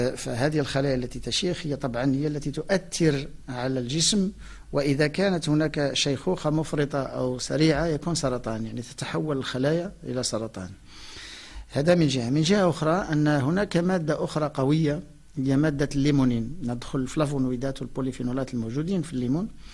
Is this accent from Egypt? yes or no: no; Morocco; ولكن التفاح عندنا في المغرب، النوع ديال المغرب هو ينضج في شهر 6